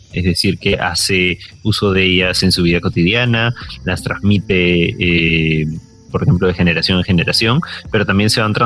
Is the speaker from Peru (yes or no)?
yes; Peru; soy arquitecto peruano